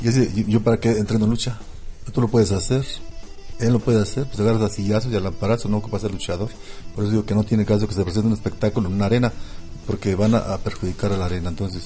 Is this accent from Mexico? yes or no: yes; Jalisco, Mexico; yo soy el macho de Jalisco